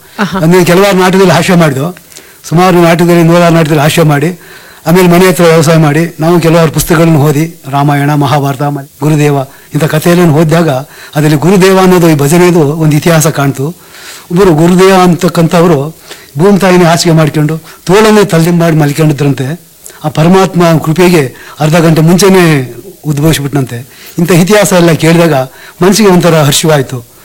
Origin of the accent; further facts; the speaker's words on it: Kattalli, Karnataka, India; ದುದ್ದಾ ಹೋಬಳಿ, ಕಟ್ಟಳ್ಳಿ ಅಂತ.